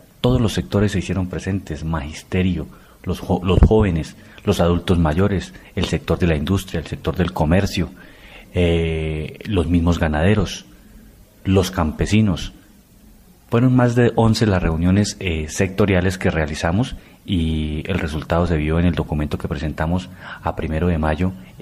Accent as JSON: {"language": "Spanish", "town": "Pacho", "region": "Cundinamarca", "country": "Colombia", "tie": "born there", "said": "soy nacido en Pacho"}